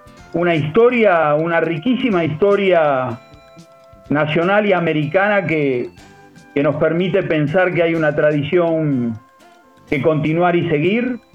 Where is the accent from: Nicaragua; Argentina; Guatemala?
Argentina; como argentinos y americanos tenemos una tradición de continuidades